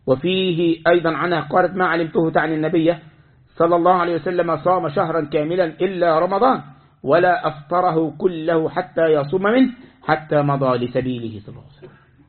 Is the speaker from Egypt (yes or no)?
yes; Egypt; ها عندنا في مصر أكلة مخصوصة العاشوراء